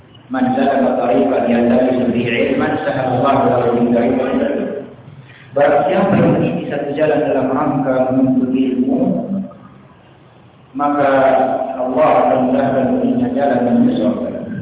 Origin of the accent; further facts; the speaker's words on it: Medan, North Sumatra, Indonesia; born there; Lahir di Medan tahun 81.